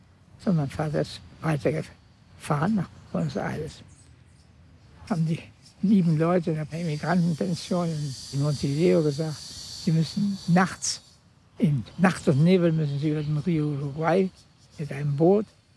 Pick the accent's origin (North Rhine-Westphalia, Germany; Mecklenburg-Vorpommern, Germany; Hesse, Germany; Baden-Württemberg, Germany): Mecklenburg-Vorpommern, Germany; Ludwigslust; born there; Ich bin am 15. Mai 1925 geboren in Ludwigslust, Mecklenburg.